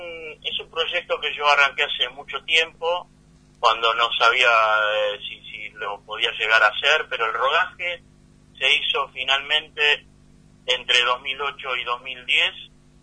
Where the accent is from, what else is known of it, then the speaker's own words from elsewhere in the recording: Bariloche, Río Negro, Argentina; casi todos los integrantes de los que trabajamos en esta película somos de Bariloche y vivimos o estuvimos hasta hace poco allí.